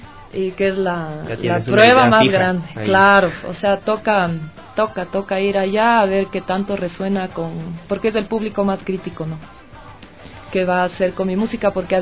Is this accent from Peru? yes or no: yes; Chepén, La Libertad, Peru; Del norte, de cerca de Chiclayo, Chepén, es de la costa, la costa, ¿no?